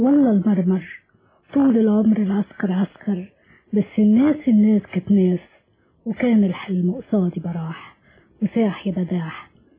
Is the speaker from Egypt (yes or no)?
yes; Egypt; يعني انا مصريه